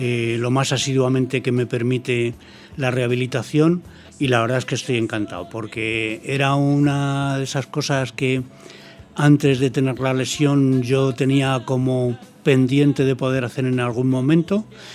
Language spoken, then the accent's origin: Spanish; Madrid, Community of Madrid, Spain; porque además yo soy madrileño, me presumo de ser madrileño, ejerzo de madrileño y conozco bastante bien Madrid.